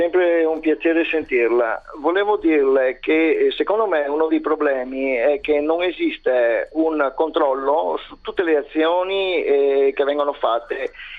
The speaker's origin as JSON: {"language": "Italian", "town": "Venice", "region": "Veneto", "country": "Italy", "said": "da buon veneziano"}